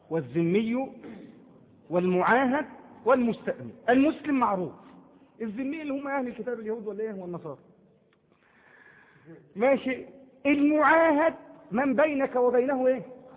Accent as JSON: {"language": "Arabic", "country": "Egypt", "said": "عندما يدخل عندنا في مصر"}